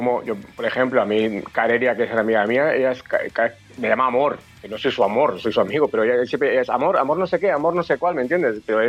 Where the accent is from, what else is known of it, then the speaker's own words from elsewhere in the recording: Canary Islands, Spain; perdón, es que soy de Canarias. O vengo de Canarias.